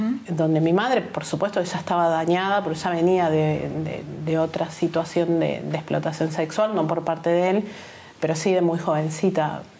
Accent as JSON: {"language": "Spanish", "region": "Buenos Aires", "country": "Argentina", "tie": "born or raised there", "also_born_or_lived": "Córdoba", "said": "Vivía en Buenos Aires. Uh-huh. En la primera etapa de mi infancia, en Buenos Aires. Luego nos mudamos a Córdoba cuando mi padre se enfermó de cáncer."}